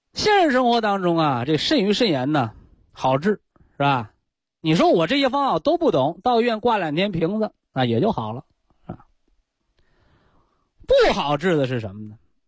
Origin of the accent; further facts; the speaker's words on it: China; 可以流传千古的书籍和智慧，我们中国人习惯的把它称之为经